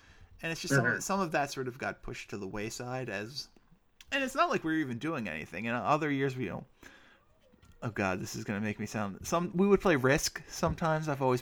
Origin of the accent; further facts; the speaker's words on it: Sacramento, California, United States; born there; now in Philadelphia, United States; No. I was born in Sacramento.